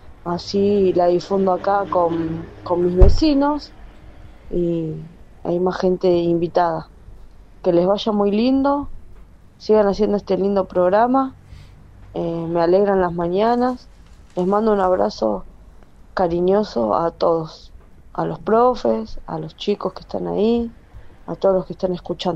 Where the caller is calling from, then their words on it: Quilmes, Buenos Aires Province, Argentina; de Quilmes. Los escucho siempre.